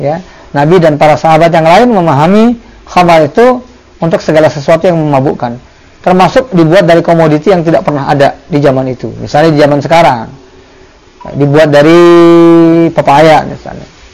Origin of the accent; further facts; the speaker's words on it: Jakarta, Indonesia; born there; saya yang tinggal dilahirkan di Jakarta dulu, di daerah saya dikenal kalau yang namanya tuak itu minuman yang dibuat dari nira